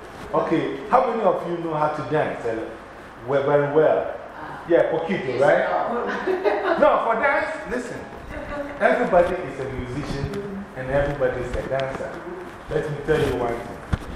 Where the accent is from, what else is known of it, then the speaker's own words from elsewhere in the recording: Ghana; And in Africa, like I said, Africa, I'm from Ghana.